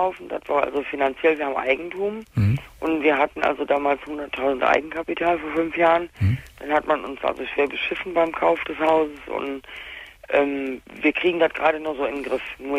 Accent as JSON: {"language": "German", "region": "North Rhine-Westphalia", "country": "Germany", "said": "Bei uns im Ruhrgebiet, ich bin jetzt in Hessen hier, bei uns im Rheinland"}